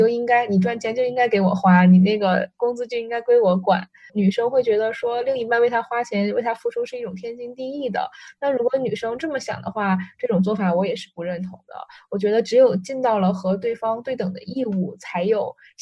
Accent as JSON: {"language": "Chinese", "region": "North China", "country": "China", "said": "其实在我们那边，就我是北方人，但是在我们那边也是有这样的传统"}